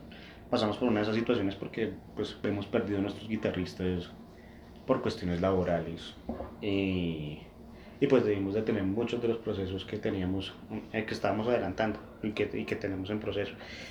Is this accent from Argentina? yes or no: no; Colombia; Como colombianos, la salsa, el merengue, el vallenato, el propo, tú sabes.